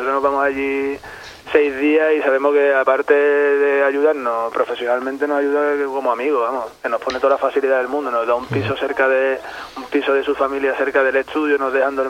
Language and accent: Spanish; Seville, Andalusia, Spain; moved away; yo vengo de Sevilla y era un poco igual, ahora está un poco más calmada la cosa, pero cuando yo me fui de allí